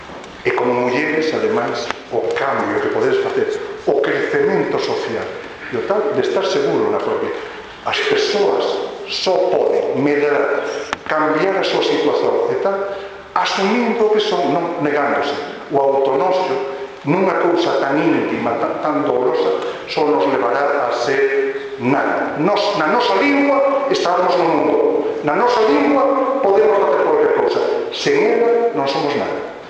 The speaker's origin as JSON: {"language": "Galician", "region": "Galicia", "country": "Spain", "said": "vou como galego, e un prazer estar aquí hoxe e poder usar a miña lingua, o portugués"}